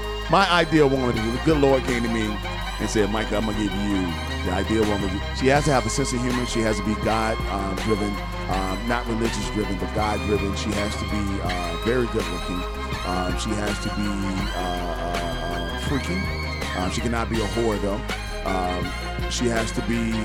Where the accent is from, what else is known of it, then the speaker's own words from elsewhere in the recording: Birmingham, Alabama, United States; I'm from Birmingham, Alabama. That's